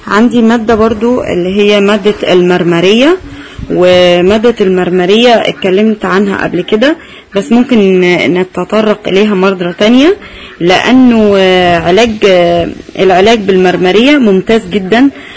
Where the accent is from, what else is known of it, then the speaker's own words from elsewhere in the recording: Egypt; وزهرة الآلام الحمراء نبات عندنا في مصر